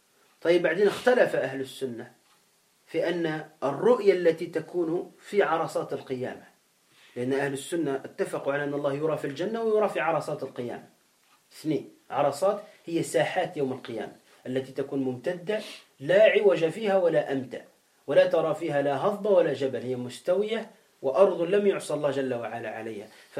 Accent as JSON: {"language": "Arabic", "country": "Tunisia", "said": "موجودون عندنا في تونس"}